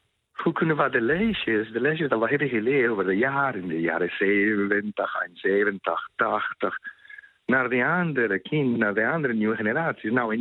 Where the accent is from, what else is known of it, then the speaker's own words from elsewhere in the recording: Colombia; now in Netherlands; Ik kom uit Colombia oorspronkelijk. Ik woon al 18 jaar.